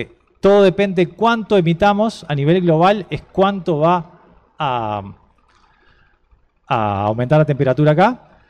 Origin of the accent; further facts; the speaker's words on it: Uruguay; han hecho que las lluvias sobre nuestro país aumenten entre un 10 y un 15%. ¿Somos los uruguayos culpables de eso?